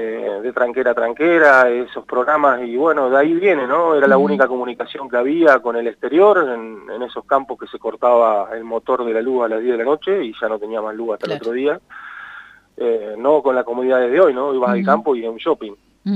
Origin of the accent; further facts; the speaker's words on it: Catriló, La Pampa, Argentina; also born or lived in Santa Rosa; catrilense, mi madre es de Catriló, uh-huh. Mi papá también, pero bueno, nací en Santa Rosa, una adopción media trucha en Santiago del Estero, y bueno... y me trajeron para acá, o sea, soy de acá.